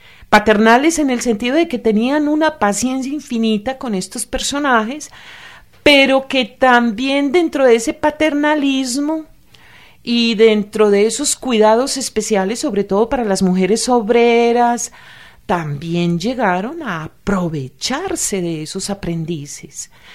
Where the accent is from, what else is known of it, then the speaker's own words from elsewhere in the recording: Antioquia, Colombia; en Antioquia es muy frecuente, yo soy antioqueña, amo profundamente mi tierra